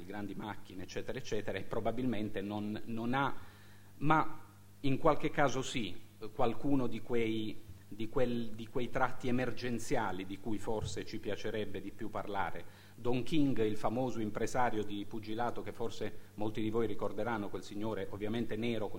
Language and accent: Italian; Bari, Apulia, Italy; io sono di Bari